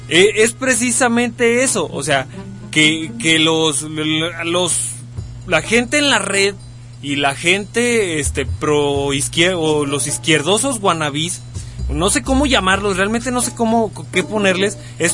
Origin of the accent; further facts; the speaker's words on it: Mexico; De lo que me pueda yo sentir orgulloso como mexicano